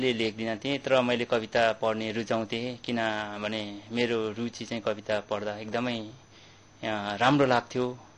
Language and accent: Nepali; Ligimba, Koshi Province, Nepal; त्यही गाउँमा म पढेँ, जुन मेरो त्यो प्यारो गाउँ मेची पाँचतर चिलिन्दिन 3 लिगिम्बामा म जन्मे हुर्के अनि मेरो बाल्यकाल उमेर त्यहीँ नै बित्यो।